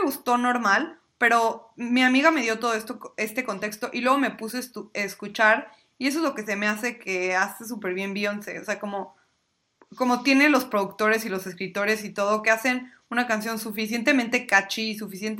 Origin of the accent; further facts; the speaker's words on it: Mexico; Yo hice guacamole como buena mexicana